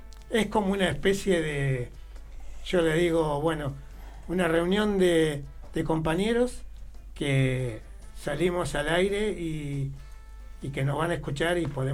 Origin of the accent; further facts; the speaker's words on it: Huinca Renancó, Córdoba, Argentina; yo soy cordobés, del sur de Córdoba, de una ciudad chica que se llama Huinca Renancó